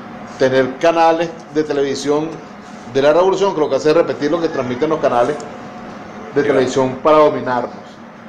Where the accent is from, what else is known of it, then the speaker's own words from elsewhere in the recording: Venezuela; Somos venezolanos, somos caribeños.